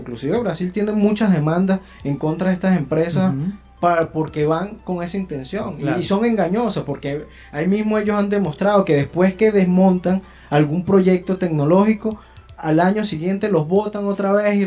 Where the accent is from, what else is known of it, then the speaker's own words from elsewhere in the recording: Venezuela; principalmente somos ingenieros venezolanos